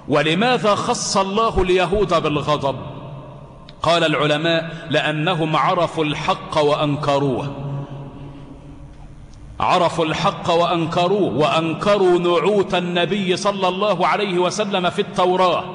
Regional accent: Egypt; واجعل بلدنا مصر آمنة

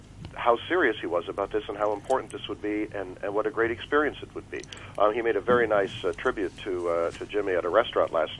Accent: Canada; now in Houston, United States; So I'm a Canadian living in Houston.

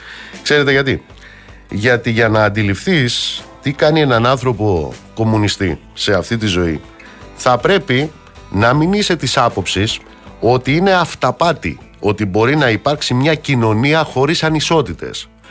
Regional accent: Amaliada, Western Greece, Greece; στην πατρίδα μου κάτω στην Αμαλιάδα

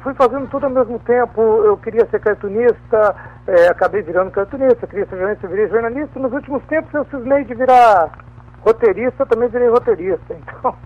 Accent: Minas Gerais, Brazil; now in São Paulo, Brazil; Eu sou de Minas, mas assim, eu moro em São Paulo, tem o quê? Um 30 anos já, muito tempo.

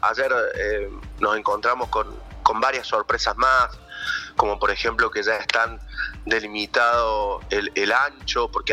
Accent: Cosquín, Córdoba, Argentina; born there; Yo soy nacido en Cosquín, tengo 44 años casi

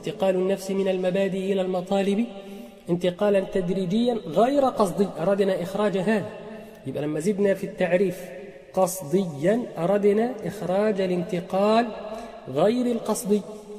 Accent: Egypt; accent: Egyptian colloquial; احنا في لهجتنا العامية المصرية نقول كلمة

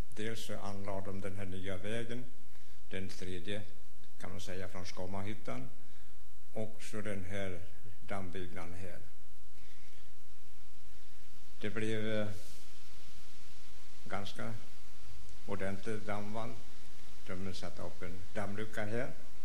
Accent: Östansjö, Örebro County, Sweden; moved away as an adult; Ja, här är jag född och uppfödd till mitt 20:e år när jag flyttade härifrån.

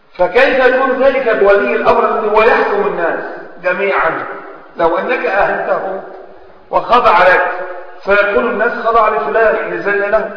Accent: Egypt; أو الأمة عندنا في مصر وغيرها من البلاد منقسمة

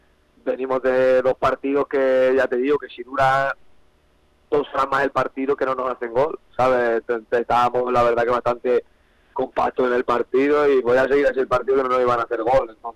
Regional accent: Talavera, Castilla-La Mancha, Spain; Sí, aquí en Talavera hay muy buen nivel, y ya lo sabemos todos, quien no lo sabe. Y claro, somos 6 de Talavera

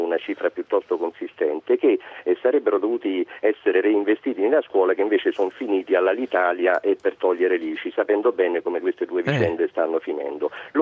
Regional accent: Milan, Lombardy, Italy; now in Rome, Italy; Io vivo a Roma, pur essendo milanese, e devo aggiungere interista

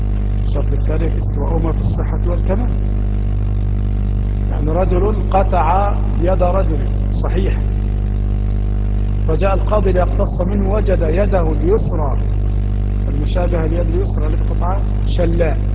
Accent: Egypt; يفيدنا كمصريين في دراسة هذا الكتاب

